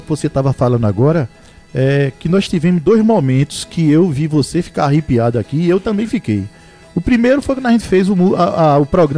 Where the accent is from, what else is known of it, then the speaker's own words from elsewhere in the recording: Pernambuco, Brazil; Eu sou de Pernambuco e tenho o maior orgulho, rapaz.